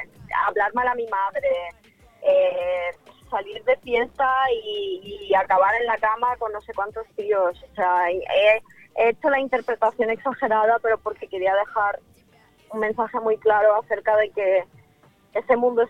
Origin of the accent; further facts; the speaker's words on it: Ukraine; Yo, de hecho, tengo tatuado en la mano que soy de Ucrania. O sea, para mí mi país, mi tierra es, no sé, yo formo parte de eso. Son mis raíces